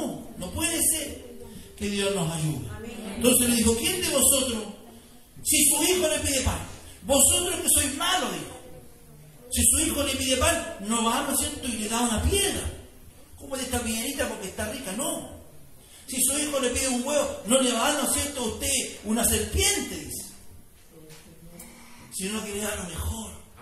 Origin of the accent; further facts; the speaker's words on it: Chile; Así somos los chilenos.